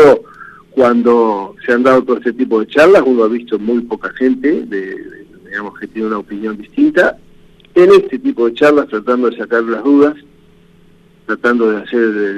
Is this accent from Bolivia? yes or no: no; Ingeniero Jacobacci, Río Negro, Argentina; yo nací acá en Jacobacci y viví todos los procesos